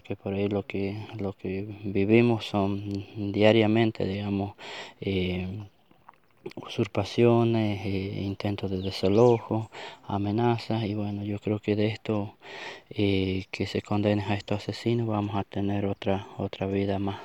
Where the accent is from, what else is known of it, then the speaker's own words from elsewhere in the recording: Tucumán, Argentina; Nosotros somos nación Diaguita porque al norte y al oeste de la provincia de Tucumán existían los Diaguitas, así que nosotros estamos dentro de ese territorio.